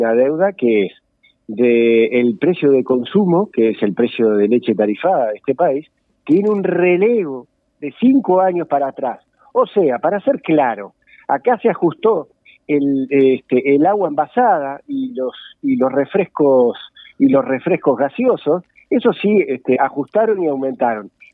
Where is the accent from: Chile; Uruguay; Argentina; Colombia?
Uruguay; tenemos como productores uruguayos tener el gran orgullo